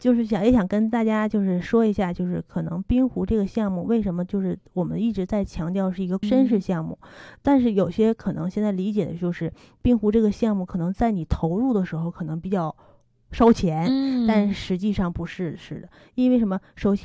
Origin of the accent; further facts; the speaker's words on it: Harbin, Heilongjiang, China; 我也是哈尔滨人